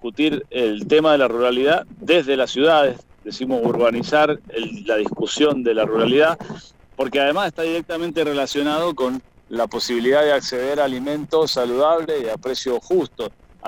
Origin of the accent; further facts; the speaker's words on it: Lavalle, Mendoza, Argentina; Yo soy del departamento de Lavalle.